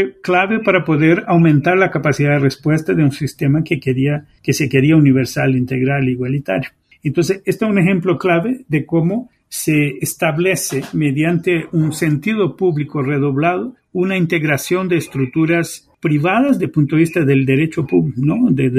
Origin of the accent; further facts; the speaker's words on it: Brazil; En el caso de Brasil, para dar un ejemplo de mi tierra natal